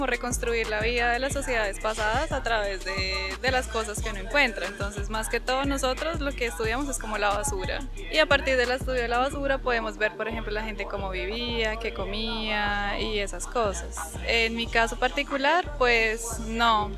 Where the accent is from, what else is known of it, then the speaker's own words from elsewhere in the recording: Bogotá, Colombia; yo soy de Bogotá.